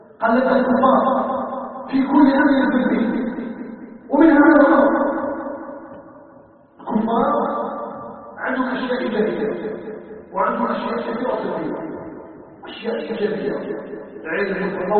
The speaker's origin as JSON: {"language": "Arabic", "country": "Algeria", "said": "أن يجعل بلدنا الجزائر بلداً آمناً مطمئناً"}